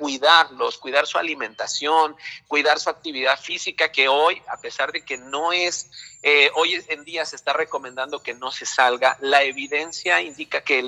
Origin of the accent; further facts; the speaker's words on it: Mexico; lo primero que nosotros debemos de tener como pueblo mexicano